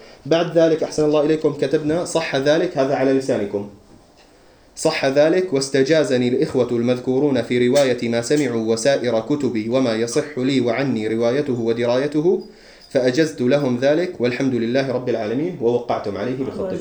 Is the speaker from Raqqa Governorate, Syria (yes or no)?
no; Homs, Homs Governorate, Syria; نحن جميعا من حمص إلا أخونا حمزة من القامشلي